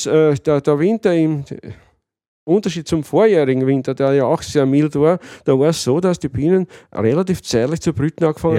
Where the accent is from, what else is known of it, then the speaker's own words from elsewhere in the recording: Lower Austria, Austria; Weil bei uns im Weinviertel, man sieht eh, es gibt genug Windrallen und es gibt also Unmengen Wind.